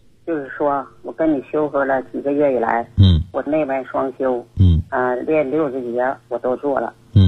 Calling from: Harbin, Heilongjiang, China; 我是哈尔滨的听众，

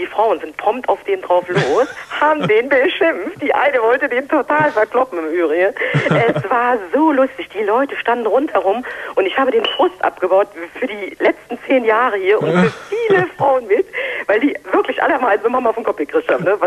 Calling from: Düsseldorf, North Rhine-Westphalia, Germany; ich komme aus Düsseldorf

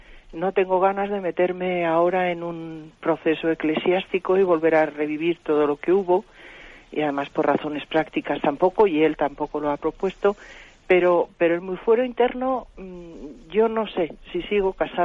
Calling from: Madrid, Community of Madrid, Spain; de Madrid.

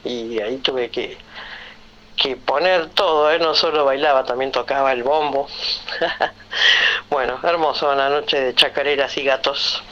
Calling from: Villa Dolores, Córdoba, Argentina; de Villa Dolores

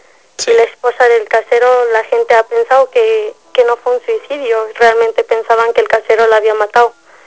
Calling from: San Miguel de Allende, Guanajuato, Mexico; Estoy hablando de San Miguel Allende, ahora estoy radicando en este pueblo, bastante hermoso, por cierto.

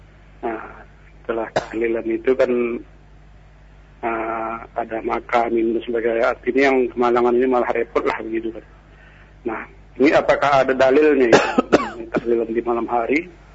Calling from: Riau, Indonesia; ini dari Riau.

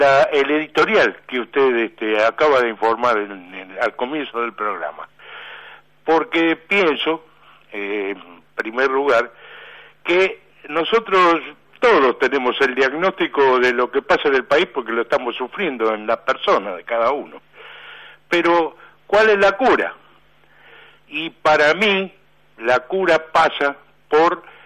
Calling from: Buenos Aires, Argentina; soy de Villa del Parque

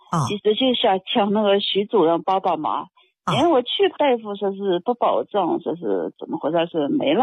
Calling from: Inner Mongolia, China; 内蒙的。内蒙的。

